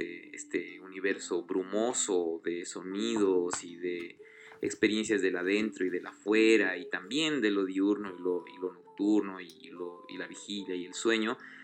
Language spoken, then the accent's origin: Spanish; Bolivia; soy boliviano